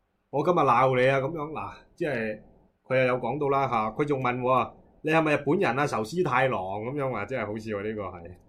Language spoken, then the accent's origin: Cantonese; Hong Kong; accent: Guangzhou; 其實我係有曬入學記錄噶，我喺香港讀幼稚園、讀小學、中學。